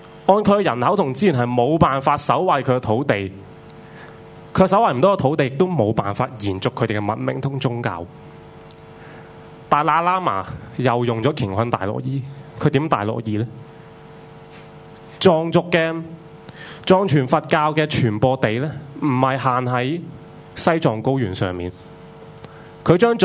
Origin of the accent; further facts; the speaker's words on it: Hong Kong; 其实就是为我们香港人争取多些权利